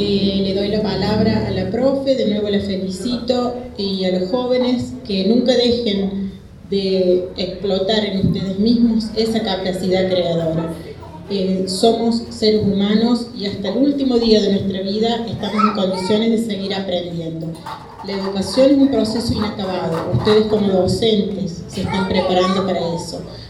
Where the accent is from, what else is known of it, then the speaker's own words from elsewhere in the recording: Argentina; los que atravesamos, perdón, como argentinos